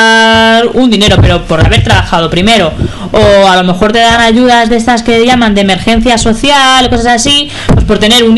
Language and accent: Spanish; Madrid, Community of Madrid, Spain; born there; Pero yo he nacido en Madrid.